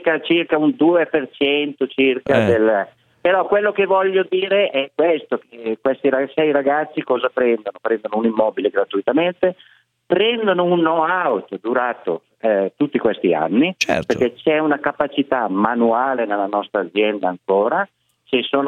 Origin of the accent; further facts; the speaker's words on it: Zumaglia, Piedmont, Italy; moved away; non sono bergamasco, perché io arrivo da un bel paesello che si chiama Zumaglia, che è a 5 km da Biella, e io sono arrivato qua appunto prima del 1970